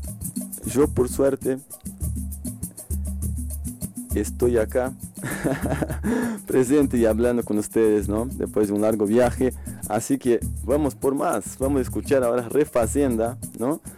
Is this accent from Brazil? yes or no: yes; Brazil; Spanish is a second language; solamente a cultura brasileña, como porque soy brasileño